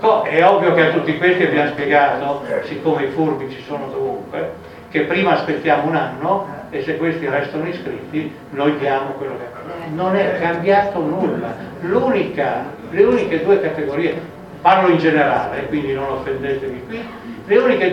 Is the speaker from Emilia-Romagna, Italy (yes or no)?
yes; Emilia-Romagna, Italy; Io vengo dall'Emilia Romagna, notoriamente molto rossa